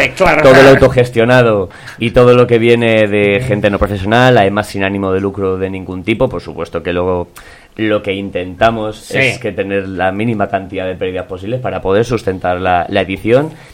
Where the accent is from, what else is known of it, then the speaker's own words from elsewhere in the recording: Madrid, Community of Madrid, Spain; tenemos la inmensa suerte de compartir barrio con ellos, somos de Vallecas